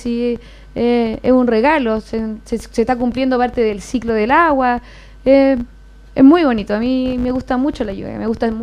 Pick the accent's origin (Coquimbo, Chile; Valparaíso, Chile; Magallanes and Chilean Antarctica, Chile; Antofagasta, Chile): Coquimbo, Chile; yo me crié en Coquimbo, en la ciudad de Coquimbo